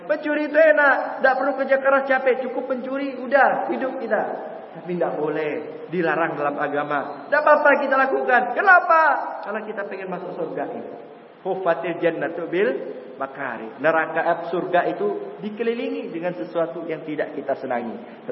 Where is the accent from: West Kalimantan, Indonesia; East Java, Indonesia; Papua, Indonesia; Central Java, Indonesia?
West Kalimantan, Indonesia; Pontianak; saya datang dari Pontianak, alhamdulillah.